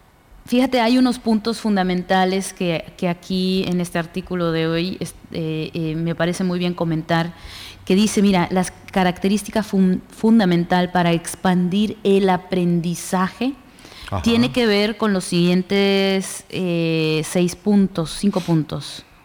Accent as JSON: {"language": "Spanish", "country": "Mexico", "said": "en nosotros como mexicanos"}